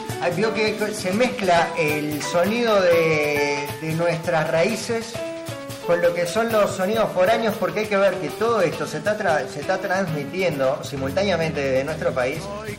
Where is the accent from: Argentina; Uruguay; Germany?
Uruguay; Y somos uruguayos y somos carnaval.